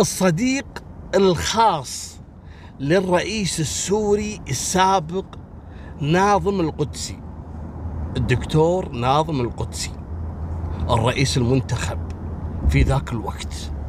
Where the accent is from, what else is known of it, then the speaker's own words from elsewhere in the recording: Kuwait; ما فيها النظام هذا عندنا في الكويت في 52 على الصد